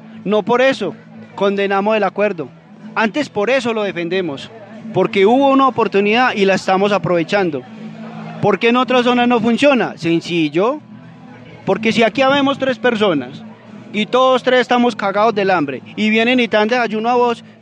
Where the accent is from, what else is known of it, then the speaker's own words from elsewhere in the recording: Briceño, Antioquia, Colombia; Hidroituango, la casa de máquinas, la que genera la energía, está en nuestro territorio, no está en Ituango, es de nosotros, es de Briceño.